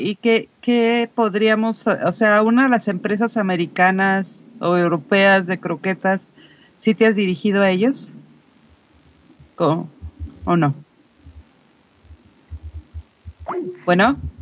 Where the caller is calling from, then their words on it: Mexico; de México.